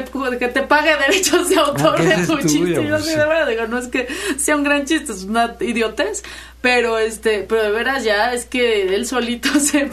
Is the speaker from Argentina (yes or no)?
no; Mexico; pero pues muy muy preocupada como ciudadana y como mexicana.